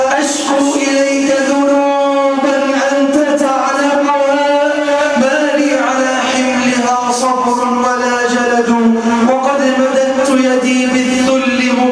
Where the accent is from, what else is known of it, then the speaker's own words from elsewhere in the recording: Egypt; اللهم اجعل بلدنا مصر صفاء رخاء